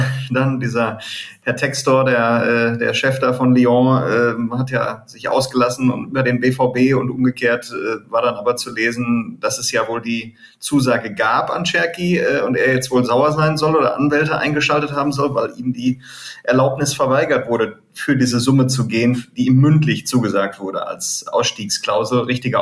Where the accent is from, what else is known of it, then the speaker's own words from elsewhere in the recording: Leichlingen, North Rhine-Westphalia, Germany; Köln nicht ganz richtig, ne? Leichlingen ist meine Heimat.